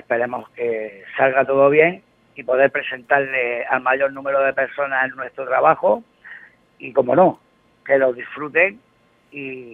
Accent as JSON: {"language": "Spanish", "country": "Spain", "said": "eso conlleva el quitarnos el montón de perjuicios que tenemos los españoles como españoles"}